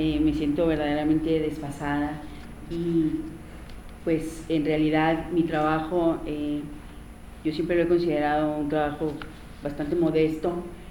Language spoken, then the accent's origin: Spanish; Manuel Benavides, Chihuahua, Mexico; born there; nací en Manuel Benavides, un pueblo al este del estado de Chihuahua, ubicado río de por medio frente a Lajitas, Texas